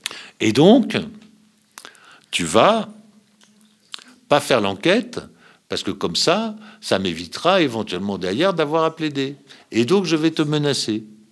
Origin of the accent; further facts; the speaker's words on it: France; c'est qu'elle est en danger ici, là, chez nous, en France, immédiatement.